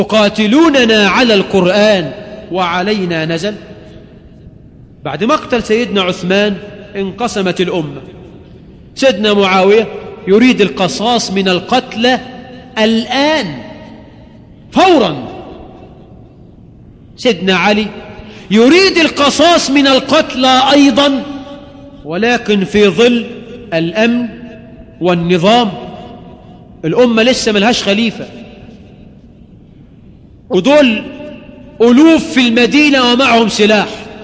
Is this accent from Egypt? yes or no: yes; Egypt; ظهر عندنا في مصر فكر